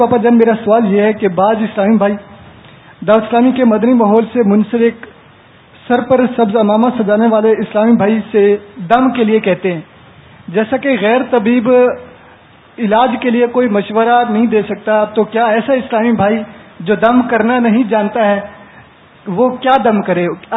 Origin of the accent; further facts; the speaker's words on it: Taunsa Sharif, Punjab, Pakistan; بنیادی طور پہ میرا تعلق توسہ شریف سے ہے, لیکن میں بہاؤدین زکریہ یونیورسٹی کا طالب علم ہوں